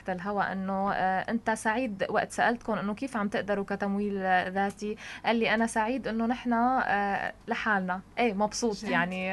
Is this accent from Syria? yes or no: yes; Syria; نحن سوريين إيد بإيد سوا